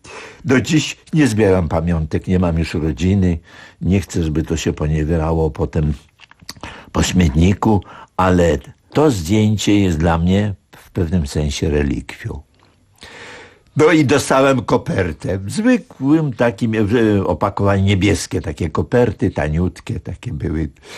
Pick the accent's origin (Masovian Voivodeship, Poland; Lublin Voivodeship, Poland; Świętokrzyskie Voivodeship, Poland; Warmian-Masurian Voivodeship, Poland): Masovian Voivodeship, Poland; Warsaw; also born or lived in Łódź; jako warszawiak od urodzenia do roku obecnego miałem przerwę, bo wywędrowałem za poleceniem wielkiego nauczyciela, pedagoga Aleksandra Zelworowicza do Łodzi.